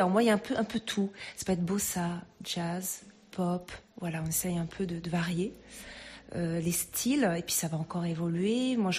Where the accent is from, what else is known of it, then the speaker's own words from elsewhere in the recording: Châteauroux, Centre-Val de Loire, France; Alors moi, je viens du centre de la France, plus sur Châteauroux, en fait.